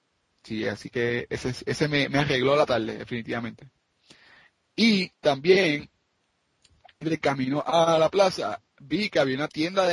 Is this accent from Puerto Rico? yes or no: yes; Ponce, Puerto Rico; lo tengo que decir, soy de Ponce, pero está más linda que la de Ponce